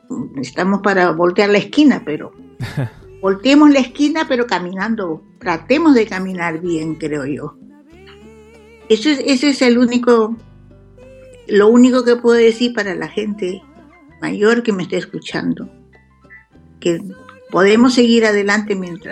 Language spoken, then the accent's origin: Spanish; Barranco, Lima, Peru; hay muchos cantantes y muchos escritores, poetas y todo, que han nacido en Barranco, mi ciudad natal